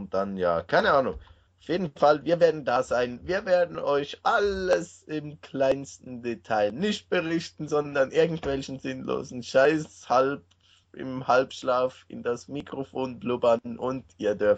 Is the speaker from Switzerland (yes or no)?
yes; Switzerland; also ich kenne bis jetzt nur das Training, wie es bei uns in der Schweiz ist